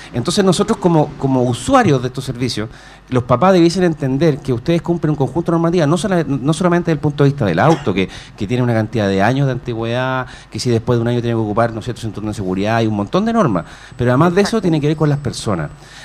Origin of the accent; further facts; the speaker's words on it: Chile; nuestra cultura como chileno a veces adolece del tema de la responsabilidad.